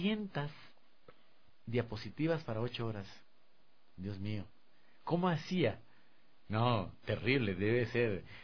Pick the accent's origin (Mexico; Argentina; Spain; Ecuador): Ecuador; quizás sea porque soy un ecuatoriano y de pronto ven que el instructor es ecuatoriano